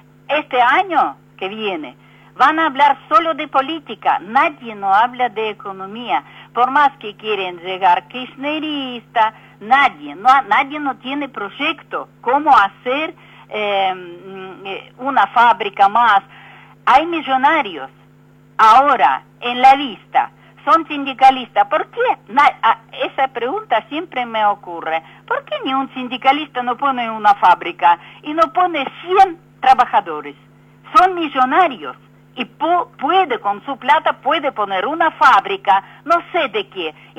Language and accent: Spanish; Argentina; por más que soy argentina, con experiencia de vivir en otro mundo, en otro país con comunistas y todo